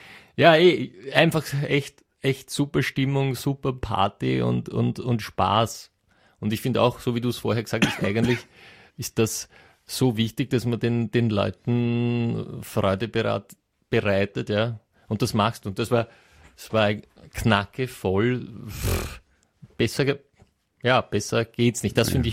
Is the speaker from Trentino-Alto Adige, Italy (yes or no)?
no; Padua, Veneto, Italy; Eben, du hast das richtig gesagt, ich komme ja aus Padua